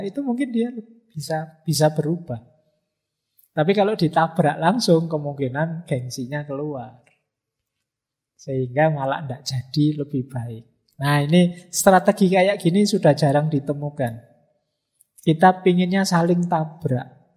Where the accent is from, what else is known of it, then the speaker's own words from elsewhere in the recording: Mojokerto, East Java, Indonesia; now in Yogyakarta, Indonesia; Saya dulu dari Mojokerto, cara ngomongnya agak kayak Surabayaan, agak medoknya medok agak spontan kayak Surabaya, tapi ya sudah hampir 30 tahun di Jogja ya. Kalau saya pulang mesti orang sana bilang Mojokertonya hilang.